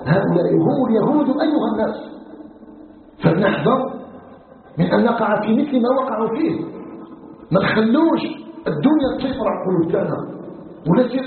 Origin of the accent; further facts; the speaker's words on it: Algeria; نسأله سبحانه وتعالى أن يجعل بلدنا الجزائر بلدا آمنا مطمئنا وسائر بلاد المسلمين